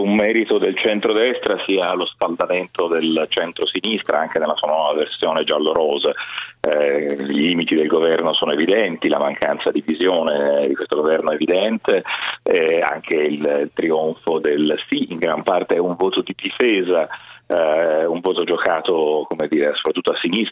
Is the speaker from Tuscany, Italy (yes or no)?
yes; Tuscany, Italy; Io sono toscano